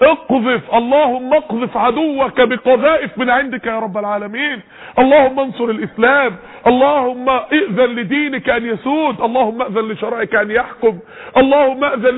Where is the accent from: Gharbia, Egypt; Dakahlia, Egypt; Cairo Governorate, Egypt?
Dakahlia, Egypt; Mansoura; من خلال عندنا في المنصورة بفضل الله مسجد عباد الرحمن والقافلة بتاعته